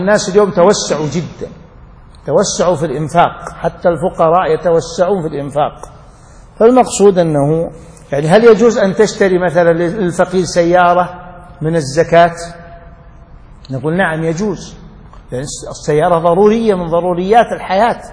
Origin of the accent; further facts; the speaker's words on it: Riyadh, Riyadh Province, Saudi Arabia; بس مو يشري بيت مثل عندنا في الرياض، في شمال الرياض